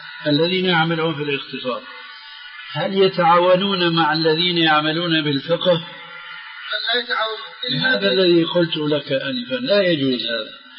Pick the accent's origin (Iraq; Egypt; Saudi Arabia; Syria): Syria